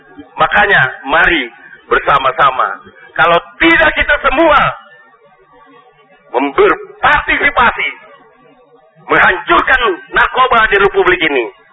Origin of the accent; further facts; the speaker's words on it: Banjarmasin, South Kalimantan, Indonesia; born there; Lahir di Banjarmasin 12 November 1967. 49 tahun. Apa orang Matapura, mama orang Sumandai